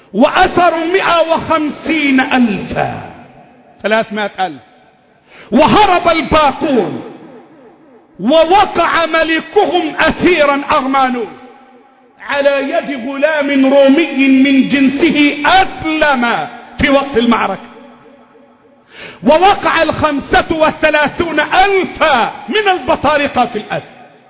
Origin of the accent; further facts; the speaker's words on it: Egypt; اللهم احفظ بلدنا مصر، اللهم احفظ بلدنا مصر